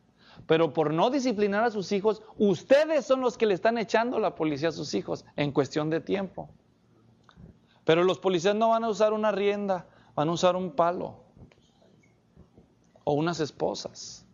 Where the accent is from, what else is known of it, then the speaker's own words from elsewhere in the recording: Mexico; Así que para nosotros que somos mexicanos, los fajazos no están muy lejos del modelo bíblico.